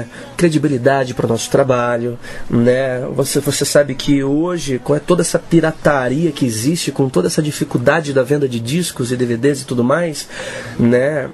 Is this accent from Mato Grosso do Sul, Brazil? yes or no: no; Fartura, São Paulo, Brazil; now in Botucatu, Brazil; Eu sou farturense, cara. Sou de Fartura, uma terra de 15 mil habitantes, linda. Todo mundo convidado pra conhecer minha cidade, né? Hoje eu moro em Botucatu